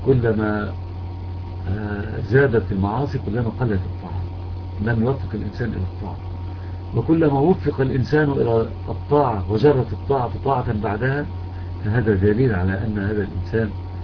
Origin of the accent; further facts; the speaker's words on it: Egypt; بخلاف عندنا في مصر مثلا لم يحدث تغيير واضح